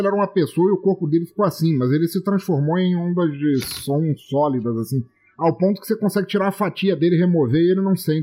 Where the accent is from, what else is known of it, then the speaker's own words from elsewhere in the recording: Angola; born there; eu sou africano, eu nasci em Angola.